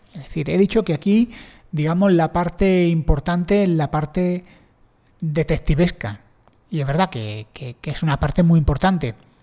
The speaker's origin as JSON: {"language": "Spanish", "town": "Granada", "region": "Andalusia", "country": "Spain", "said": "Yo soy de Granada, que nadie se lo tome mal. Un granaíno de la calle"}